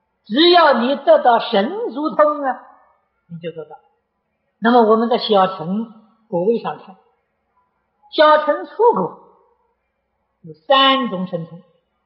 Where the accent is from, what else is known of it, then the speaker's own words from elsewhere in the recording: China; 这是我们中国人有福报的。